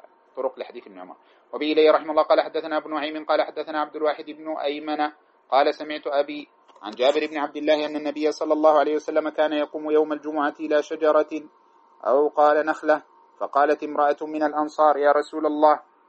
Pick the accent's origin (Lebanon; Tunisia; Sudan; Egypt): Sudan; الذي يقرأ عندنا في السودان بروايته